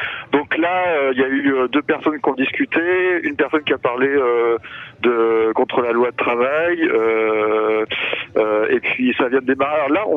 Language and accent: French; Tours, Centre-Val de Loire, France; Moi, je viens de Tours, qui est à côté, ouais. Dans l'Indre-et-Loire